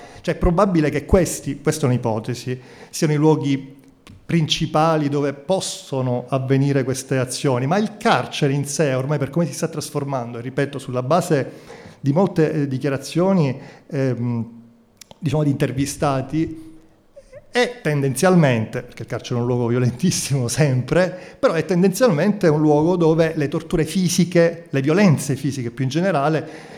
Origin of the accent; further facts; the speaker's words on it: Palermo, Sicily, Italy; Io sono andato via da Palermo, io sono palermitano, all'indomani delle stragi di mafia, per andare a studiare fuori e poi tornare a casa